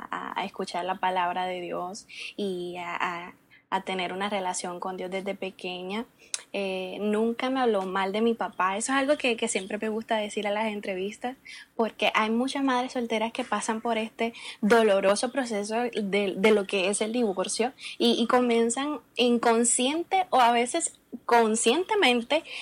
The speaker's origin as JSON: {"language": "Spanish", "country": "Puerto Rico", "said": "yo soy, como mencioné, de Puerto Rico. Fui nacida y crecida en el Evangelio."}